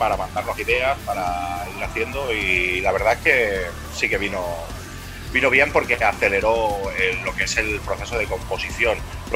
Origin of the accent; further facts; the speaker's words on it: Girona, Catalonia, Spain; algunos somos de Girona Ciutat, otros de alrededor